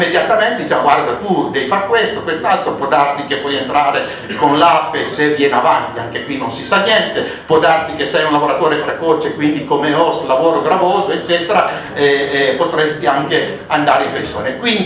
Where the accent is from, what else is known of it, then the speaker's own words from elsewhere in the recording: Cuneo, Piedmont, Italy; Io vengo da Cuneo, dalla provincia di Cuneo